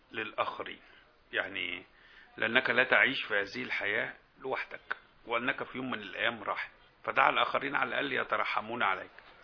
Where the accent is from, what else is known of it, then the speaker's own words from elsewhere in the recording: Egypt; عادة احنا كمصريين للأسف في البعض مننا بيحب يتطفل ويتدخل في حياتك